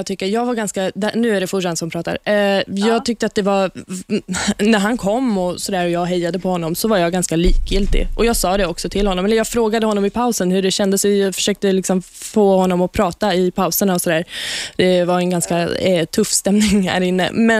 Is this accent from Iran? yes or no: yes; Iran; Jag är också från Iran från början. Jag är född i Iran.